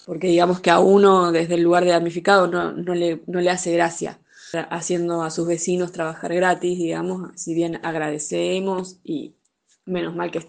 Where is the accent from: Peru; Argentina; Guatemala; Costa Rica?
Argentina; Chubut; el sector de la Rinconada, que es donde yo nací y me crié